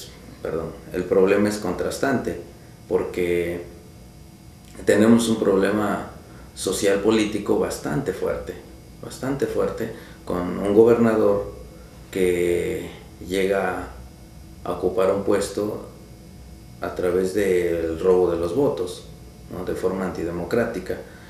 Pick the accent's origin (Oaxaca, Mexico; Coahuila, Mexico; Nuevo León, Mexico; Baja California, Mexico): Oaxaca, Mexico; soy del sur de México, del estado de Oaxaca.